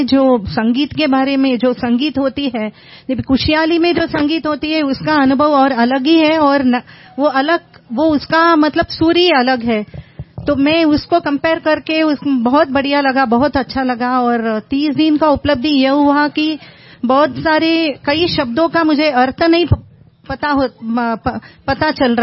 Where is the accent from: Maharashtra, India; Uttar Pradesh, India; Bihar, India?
Maharashtra, India; Mumbai; basically मैं मुंबई से हूँ